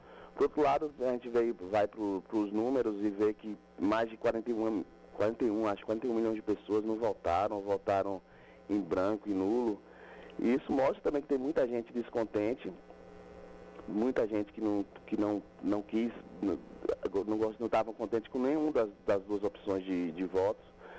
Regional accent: Northeast Region, Brazil; para mim, como nordestino, para mim é muito assustador o que está acontecendo

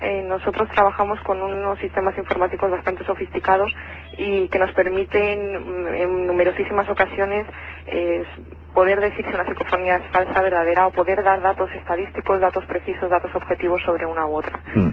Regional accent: Madrid, Community of Madrid, Spain; now in Albacete, Spain; paisana no, porque yo soy de Madrid, lo único que... ¿No? Mira tú por dónde iba a dar a parar aquí a Albacete.

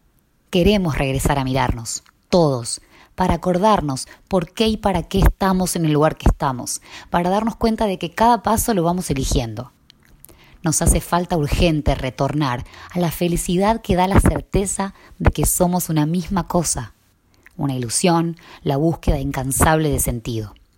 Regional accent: Tandil, Buenos Aires Province, Argentina; also born or lived in Ecuador; Volví a Tandil hace 2 semanas después de 14 años, y aunque nunca me gustaron estas palabras, a lo mejor lo hice porque aquí es de donde soy.

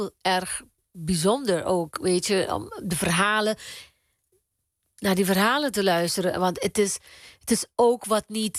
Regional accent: Aruba; ik ben op Aruba geboren. Ik ben een Arubaan. Maar ik ben ook van Spanje, van Colombia, van Curaçao, van Venezuela. Mijn overgrootvader is PIC'er. Hij komt van Spanje.

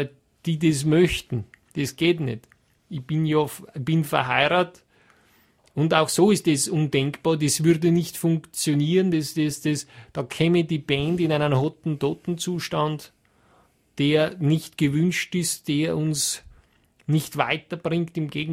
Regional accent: Trentino-Alto Adige, Italy; dann braucht schon meine ganze Kraft als Südtiroler, dass ich da widerstehen kann

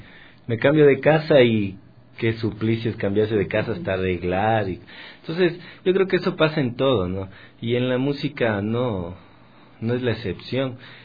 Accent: Ecuador; todo ese recoger musical que nosotros tenemos como ecuatorianos es tan rico

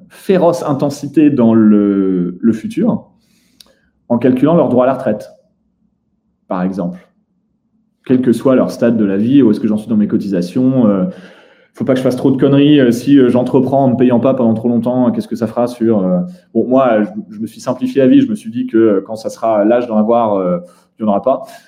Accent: Netherlands; Moi, j'ai grandi aux Pays-Bas.

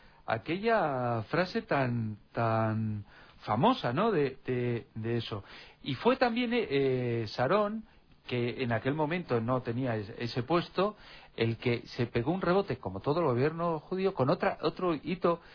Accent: Spain; fíjate qué diferentes somos los españoles de los americanos.

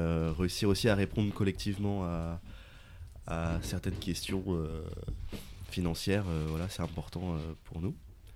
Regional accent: Syria; Je viens de Syrie, du coup.

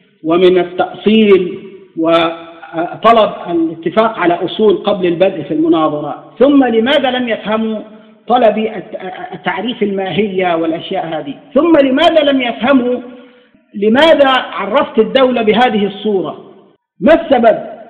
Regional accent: Egypt; نحن عندنا في مصر الذي يخطب بورقة على المنبر ممكن يضربه الناس

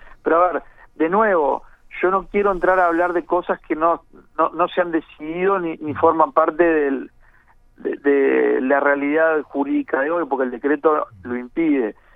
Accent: Maldonado, Uruguay; Nosotros que somos de Maldonado sabemos perfectamente

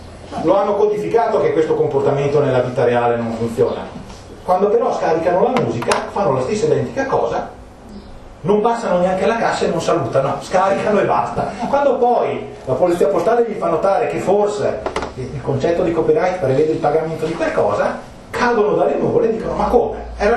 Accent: Trento, Trentino-Alto Adige, Italy; accent: Trentino; in dialetto trentino, perché come avete capito dal mio accento, che culo, qui venendo all'estero, vengo da Trento.

